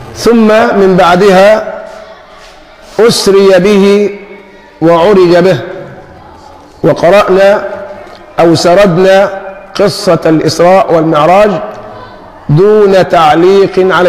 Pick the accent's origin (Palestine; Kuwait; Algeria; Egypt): Egypt; وعندنا في مصر المثل الشعبي يقول فيه العيار اللي ما بيصيب بيدوش